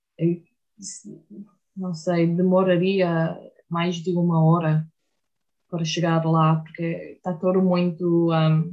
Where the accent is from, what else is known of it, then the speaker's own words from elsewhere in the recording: Florida, United States; Portuguese is a second language; eu venho de Flórida, a Flórida é muito plana